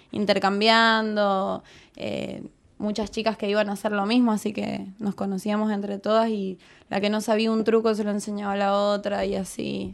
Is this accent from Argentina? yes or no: yes; San Juan, Argentina; De San Juan.